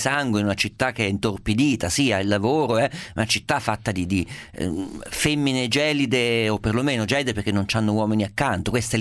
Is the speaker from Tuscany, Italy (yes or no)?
no; Umbria, Italy; io umbro mi ricordo l'obbligo del riposino, anch'io non c'entrava nulla, mai avuto nessun tipo di ascendenza meridionale